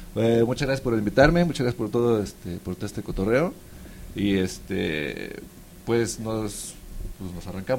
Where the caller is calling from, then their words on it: Mexico; Aquí saludando desde México.